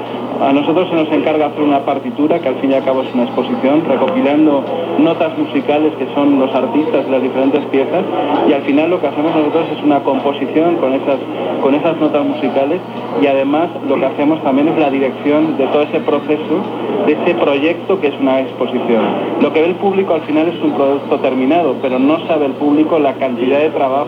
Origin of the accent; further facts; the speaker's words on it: Spain; moved away as an adult; now in Mexico; Yo vine 5 años también desde España en la búsqueda de esas oportunidades que a mí en México me ha concedido, y estoy muy agradecido a este país